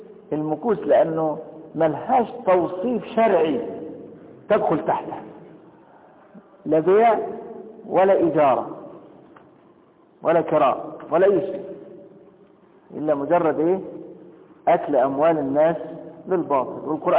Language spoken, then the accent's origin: Arabic; Egypt; طب لكن أنا دلوقتي مصري وهخش مكة